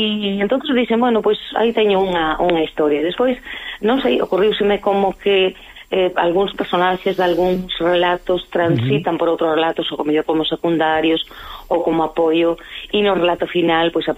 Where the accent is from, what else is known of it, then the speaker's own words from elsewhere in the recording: Lugo, Galicia, Spain; Eu son de Lugo e son dunha familia moi retranqueira